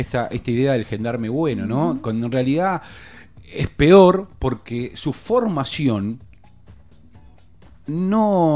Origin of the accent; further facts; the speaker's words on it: Lanús, Buenos Aires Province, Argentina; yo que soy de Lanús, en Lanús conviven 5 fuerzas en este momento.